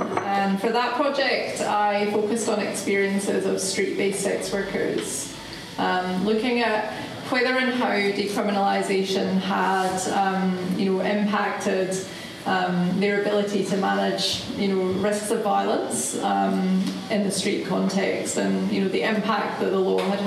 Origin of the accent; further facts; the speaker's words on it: Scotland, United Kingdom; also born or lived in London; now in New Zealand; I moved to New Zealand in 2007. I was living in London before I moved to New Zealand. I'm from Scotland.